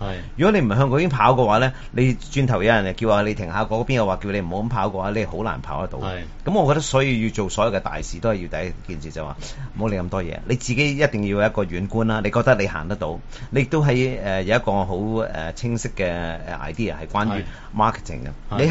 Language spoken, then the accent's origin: Cantonese; Hong Kong